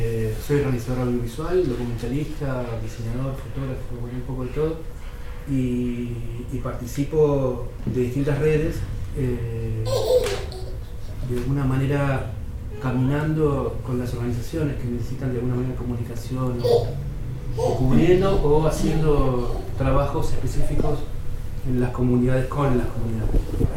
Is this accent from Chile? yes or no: no; Buenos Aires, Argentina; soy de Buenos Aires, vivo en Buenos Aires, pero me toca viajar bastante.